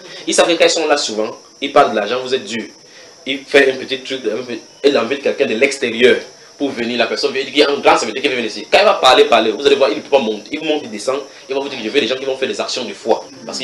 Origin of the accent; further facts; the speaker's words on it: Cameroon; chez nous au Cameroun, on roule à droite.